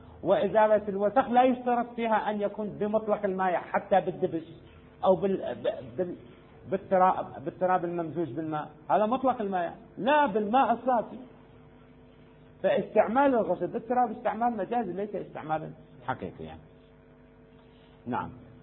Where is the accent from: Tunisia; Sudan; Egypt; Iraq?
Iraq; يوجد السدر عندنا في العراق كثير